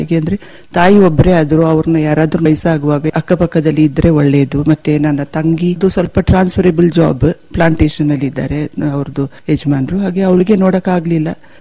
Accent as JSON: {"language": "Kannada", "town": "Madikeri", "region": "Karnataka", "country": "India", "tie": "born or raised there", "also_born_or_lived": "Bengaluru", "said": "ನಾವು ಸಿಟಿಯಲ್ಲೇ ಬೆಳೆದಿದ್ದು, ಮಡಿಕೇರಿಯಲ್ಲಿ ಶಾಲೆಗೆ ಹೋದೆ, ಬೆಂಗಳೂರಲ್ಲಿ ಕಾಲೇಜ್ಗೆ ಹೋದೆ, ಅಲ್ಲೇ ಕೆಲಸದಲ್ಲಿ ಇದ್ದೆ. ಮದ್ವೆ ಆಗೋಕ್ಕಿಂತ ಒಂದು 6 ತಿಂಗಳು ಮುಂದೆ ಬಂದು ಇಲ್ಲಿ ಸೆಟ್ಲ್ ಆಗಿದ್ದೀನಿ."}